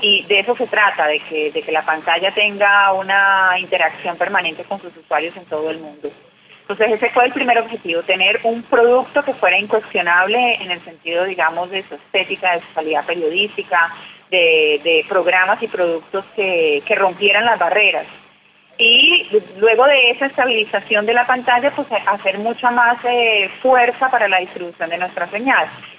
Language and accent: Spanish; Colombia; born there; yo soy colombiana de nacimiento.